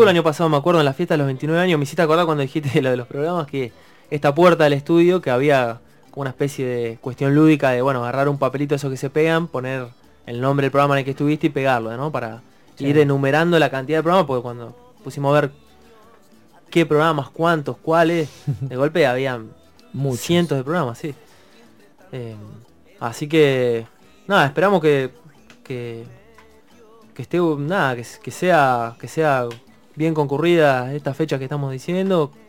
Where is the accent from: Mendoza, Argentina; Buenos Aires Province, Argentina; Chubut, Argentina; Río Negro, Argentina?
Río Negro, Argentina; No, yo soy de Río Negro, de hecho, digamos